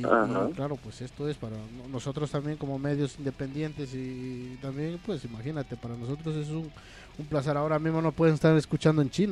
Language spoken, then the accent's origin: Spanish; Loja, Ecuador; yo soy de la parte de Loja, de muy al sur, de frontera con Perú prácticamente, de Catamayo.